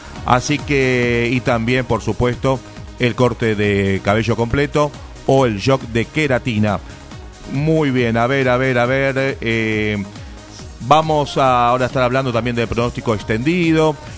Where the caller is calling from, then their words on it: Quilmes, Buenos Aires Province, Argentina; de Quilmes